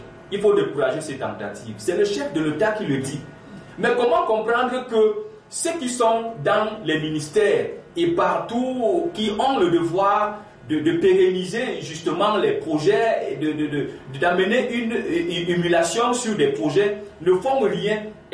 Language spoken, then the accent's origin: French; Cameroon; chez nous au Cameroun qui parle de la migration irrégulière de cette façon